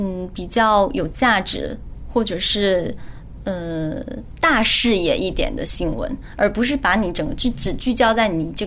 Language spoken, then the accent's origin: Chinese; China; 一方面是包装，一方面是我是大陆人